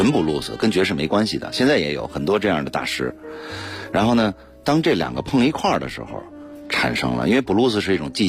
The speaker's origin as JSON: {"language": "Chinese", "region": "Beijing", "country": "China", "tie": "born or raised there", "said": "我说那就九门吧，因为我生在这儿，长在这儿。"}